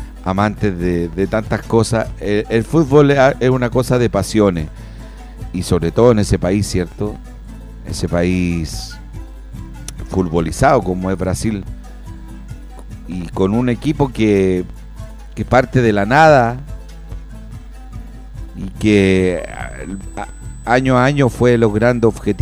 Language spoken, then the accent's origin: Spanish; Chile; Somos sudamericanos, somos un continente de paz, de armonía, y nosotros como chilenos nos acongoja todo lo acontecido.